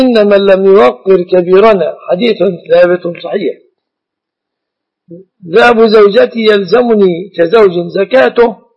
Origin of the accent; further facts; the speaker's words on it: Jordan; الخطبة عندنا في الأردن تكون مكتوبة